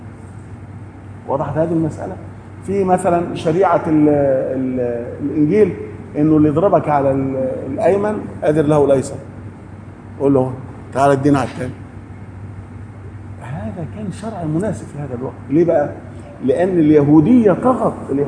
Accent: Upper Egypt, Egypt; زي الفوضى اللي عندنا في الصعيد مثلا

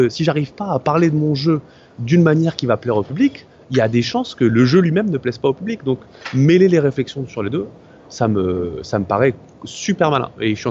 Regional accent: France; parce que ils sont français, on est français

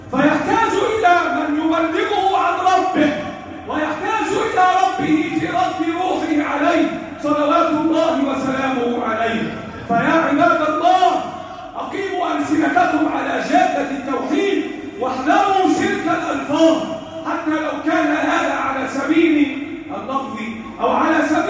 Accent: Egypt; اللهم احفظ بلدنا مصر وسائر بلاد المسلمين

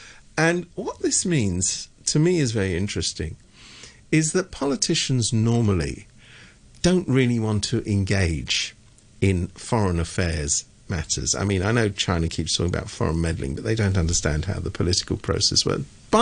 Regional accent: United Kingdom; You know, I'm from Britain. I know how these things work.

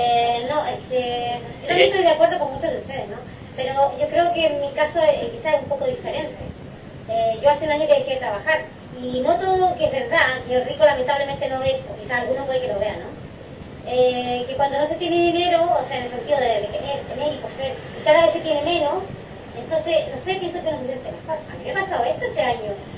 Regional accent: Chile; yo digo que de ustedes es un poco diferente, en el sentido que yo vengo de Chile, ¿no?

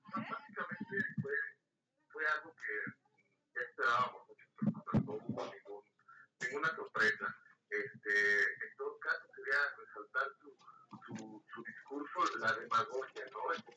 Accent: Mexico; como ciudadanos, como mexicanos

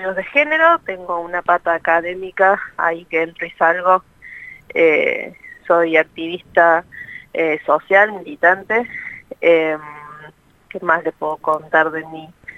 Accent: Córdoba, Argentina; soy de Córdoba, si me quieras, Córdoba.

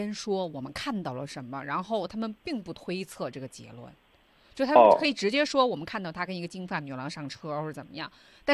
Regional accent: China; 我们中国人喜欢说来来来坐下说

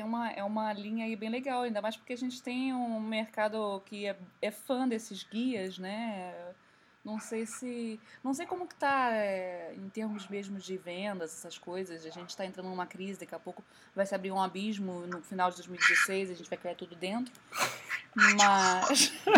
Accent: Rio de Janeiro, Brazil; Porque nós somos fluminenses.

